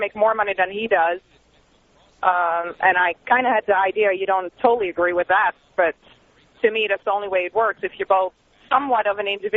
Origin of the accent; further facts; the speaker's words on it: Amsterdam, North Holland, Netherlands; English is a second language; moved away; Yeah, I'm actually from Amsterdam.